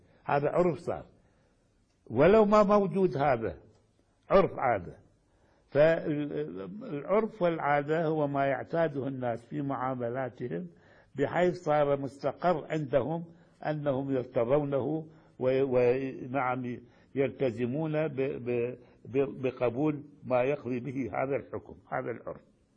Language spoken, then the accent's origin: Arabic; Iraq; now in Yemen; الآن مثلا عندنا في العراق وأظن هنا في اليمن نفس الشيء